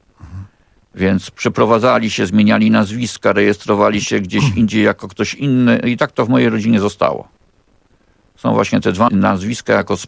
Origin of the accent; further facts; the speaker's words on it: Warsaw, Masovian Voivodeship, Poland; bo jestem warszawiakiem w czwartym pokoleniu